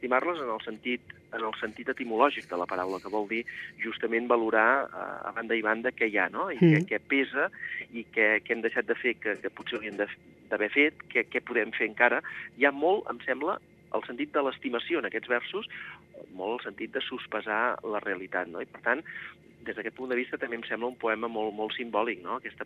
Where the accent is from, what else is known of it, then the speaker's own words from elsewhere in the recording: Catalonia, Spain; jo sóc del Penedès, malgrat que tingui arrels també en el Camp de Tarragona